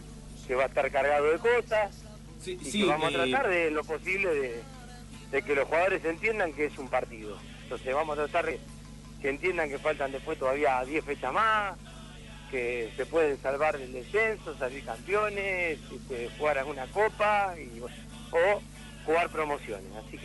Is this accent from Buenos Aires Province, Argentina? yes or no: yes; Santos Lugares, Buenos Aires Province, Argentina; born there; Nací en Santos Lugares.